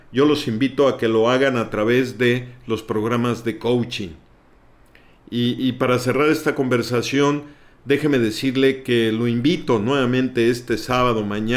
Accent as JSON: {"language": "Spanish", "country": "Mexico", "said": "Nosotros somos los mexicanos a veces muy sensibles en ese sentido."}